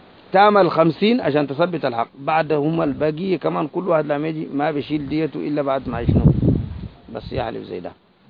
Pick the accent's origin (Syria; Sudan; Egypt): Sudan; زي النصارى الموجودين هسه عندنا في السودان